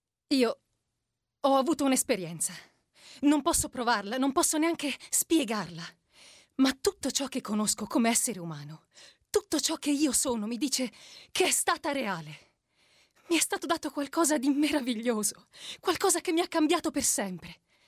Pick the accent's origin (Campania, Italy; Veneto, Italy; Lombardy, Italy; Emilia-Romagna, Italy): Veneto, Italy; Treviso; now in Rome, Italy; Vengo da Treviso, adesso abito a Roma da 3 anni ormai.